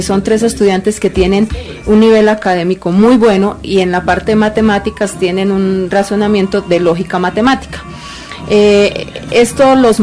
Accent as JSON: {"language": "Spanish", "town": "Pacho", "region": "Cundinamarca", "country": "Colombia", "said": "desde que uno pisa tierras chilenas, ya uno no dice, soy del Instituto Agrícola, soy de Pacho, sino soy colombiano."}